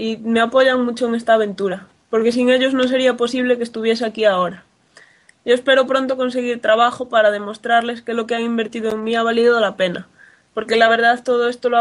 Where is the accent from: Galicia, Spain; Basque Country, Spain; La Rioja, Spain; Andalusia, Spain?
Galicia, Spain; Ourense; vengo de Galicia, más concretamente de Ourense, que no es una ciudad muy grande y realmente nos conocemos todos. ¿Y qué más te puedo contar sobre mí? Tengo 23 años